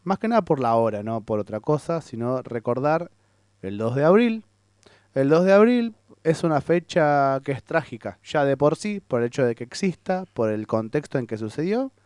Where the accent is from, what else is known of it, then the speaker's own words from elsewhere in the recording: Argentina; Porque somos argentinos.